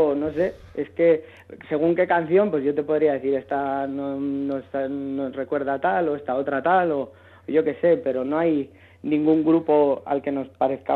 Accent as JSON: {"language": "Spanish", "town": "Bilbao", "region": "Basque Country", "country": "Spain", "moved": "yes", "lives_now": "Madrid, Spain", "said": "Y yo vengo de Bilbao, ¿no? Entonces nos juntamos en Madrid, pues por casualidad. Yo estaba buscando bandas, llevaba como 6-7 meses por aquí"}